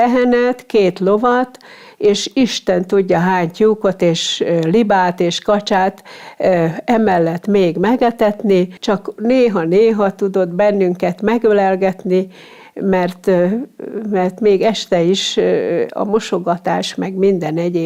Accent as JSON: {"language": "Hungarian", "town": "Zsombó", "region": "Csongrád-Csanád", "country": "Hungary", "tie": "born there", "said": "Paraszt családba születtem, Zsombó itt anyavilágban."}